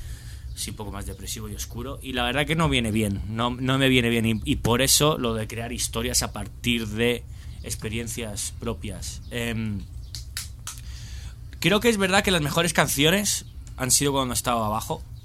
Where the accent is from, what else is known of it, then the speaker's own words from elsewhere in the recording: Benidorm, Valencian Community, Spain; Me crié en Benidorm y dije, estoy hasta los huevos de estar aquí